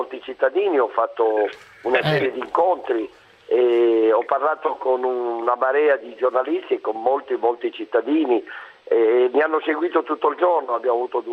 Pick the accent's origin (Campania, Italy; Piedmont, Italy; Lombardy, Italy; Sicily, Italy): Piedmont, Italy; Turin; Certamente, sai, io vengo da Torino